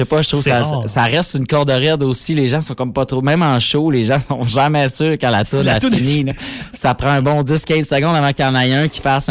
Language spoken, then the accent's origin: French; Alma, Quebec, Canada; Donc je dis que je viens d'Alma.